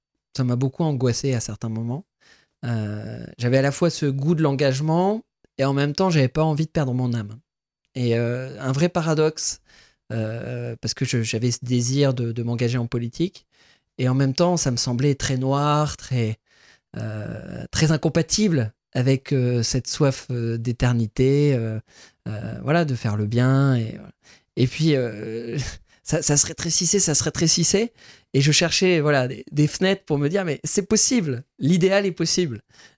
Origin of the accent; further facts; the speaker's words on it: Rosières-aux-Salines, Grand Est, France; Et je crois que la manière dont j'ai grandi à Rosières-aux-Salines, faire l'école maternelle, l'école primaire